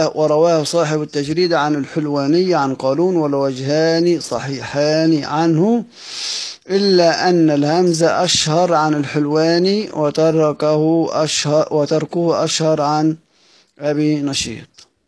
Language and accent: Arabic; Egypt; احنا أصلا بنقولها عندنا في مصر الكلام ده، الأحمر والأحمر والأخضر وهكذا بنقرأ بنتكلم احنا كل المصريين